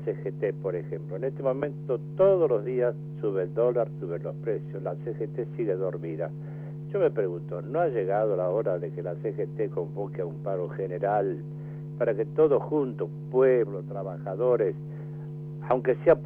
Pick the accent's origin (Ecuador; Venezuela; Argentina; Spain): Argentina; es algo tan caótico que como argentino me pongo muy triste